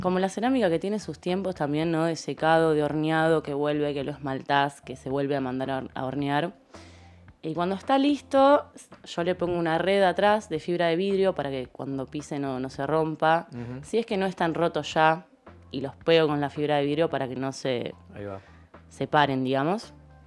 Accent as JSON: {"language": "Spanish", "town": "Mar del Plata", "region": "Buenos Aires Province", "country": "Argentina", "lives_now": "La Plata, Argentina", "said": "Yo soy marplatense, tengo 29 años, wow. Hace 5 años que estoy en La Plata y estudio cerámica en la facultad."}